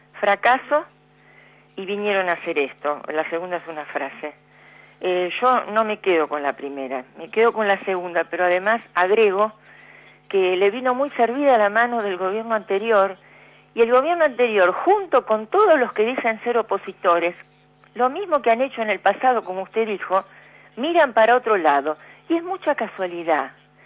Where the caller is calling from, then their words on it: Berazategui, Buenos Aires Province, Argentina; de Berazategui.